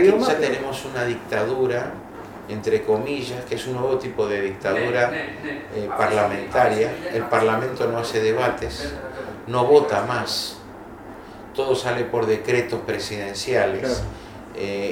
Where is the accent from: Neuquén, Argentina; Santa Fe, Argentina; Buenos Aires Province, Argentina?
Buenos Aires Province, Argentina; Quilmes; Yo nací en Quilmes. Ah, fui criado en Quilmes.